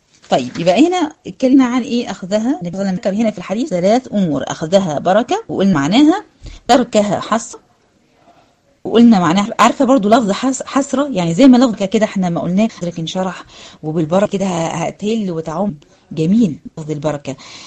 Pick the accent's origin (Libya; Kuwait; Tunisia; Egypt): Egypt; سواء كان بلاد المغرب العربي او عندنا في مصر او في غيرها